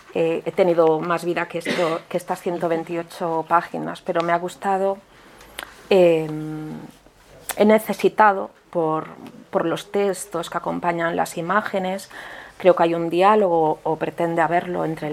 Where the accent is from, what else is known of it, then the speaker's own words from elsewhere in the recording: Santiago de Compostela, Galicia, Spain; yo soy gallega, yo nací en Santiago de Compostela.